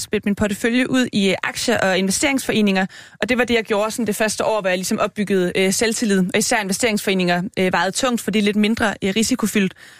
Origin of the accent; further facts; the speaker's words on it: Region of Southern Denmark, Denmark; Og jeg er jo fra Fyn og har hele min familie i Jylland